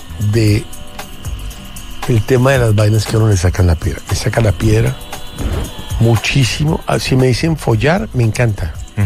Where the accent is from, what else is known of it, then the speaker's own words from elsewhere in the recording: Bogotá, Colombia; sí, soy colombiano. Soy bogotano.